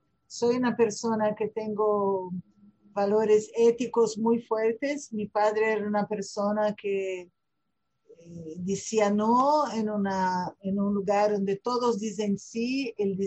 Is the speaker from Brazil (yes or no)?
yes; Rio de Janeiro, Brazil; born there; Spanish is a second language; now in São Paulo, Brazil; hablo de São Paulo, en Brasil. Nací en Río de Janeiro, pero vivo hoy en día en São Paulo.